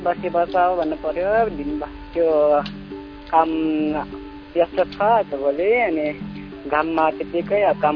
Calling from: Bagmati, Nepal; Makwanpur काँग्रा साथबाट

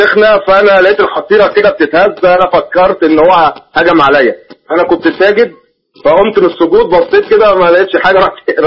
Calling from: Alexandria, Alexandria Governorate, Egypt; الشروع عندنا في اسكندرية 6:15.

